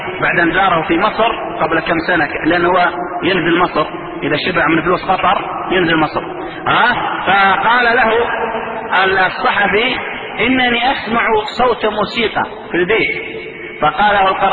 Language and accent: Arabic; Saudi Arabia; والقرضاوية انتشر عندنا في السعودية